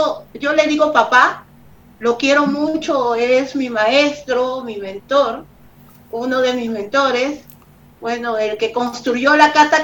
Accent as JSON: {"language": "Spanish", "region": "Lima", "country": "Peru", "said": "no señor, yo soy limeña, estábamos en Trujillo."}